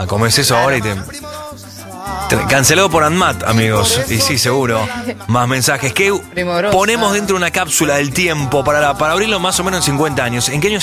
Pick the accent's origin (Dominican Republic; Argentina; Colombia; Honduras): Argentina; Y yo siento que acá los argentinos queremos un montón a los venezolanos.